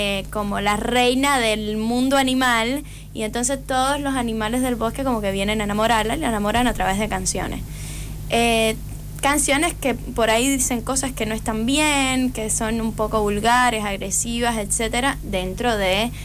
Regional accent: Cuba; now in Argentina; Ahora mismo somos todos cubanos.

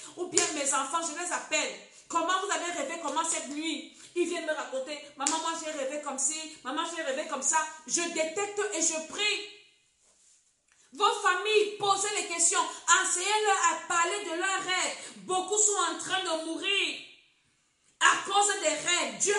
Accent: Cameroon; comme on dit chez nous au Cameroun.

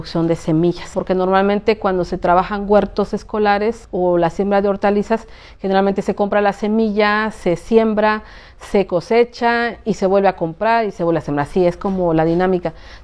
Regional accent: Oaxaca, Mexico; soy de aquí de la Sierra Zapoteca, de la Sierra Juárez.

